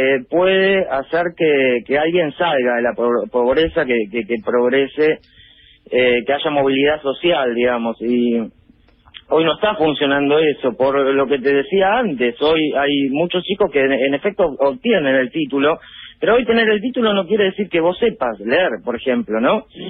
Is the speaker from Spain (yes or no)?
no; Avellaneda, Buenos Aires Province, Argentina; yo soy de Avellaneda y laburé siempre acá.